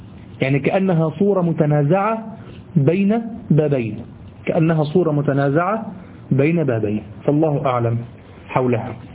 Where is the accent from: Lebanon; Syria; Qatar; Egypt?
Egypt; والله دي دايمين لغو عندنا في لساننا كمصريين